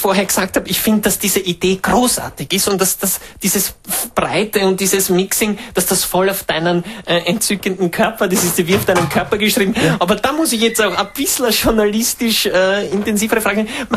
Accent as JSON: {"language": "German", "region": "Eastern Austria", "country": "Austria", "said": "Ich komme ja aus dem Osten von Österreich. Die ganzen Berge, was wir dort haben, die geben mir so viel Kraft."}